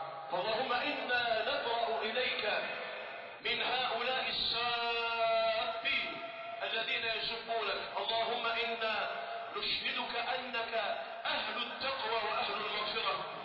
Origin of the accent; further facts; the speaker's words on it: Algeria; واجعل بلدنا الجزائر هذا بلدا آمنا مطمئنا